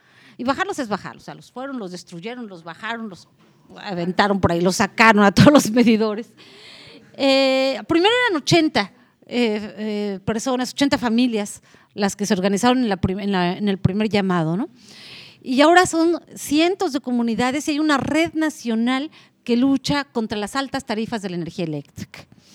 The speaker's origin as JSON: {"language": "Spanish", "country": "Mexico", "said": "Es decir, en mi país se hablan 68 lenguas distintas. Y cuando nosotros decimos Comcac en México, o Cumiay, o Tzotzil"}